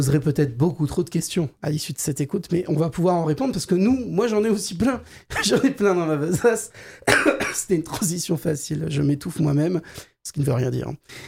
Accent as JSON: {"language": "French", "country": "France", "said": "Râlons, s'il vous plaît. On est français, on râle."}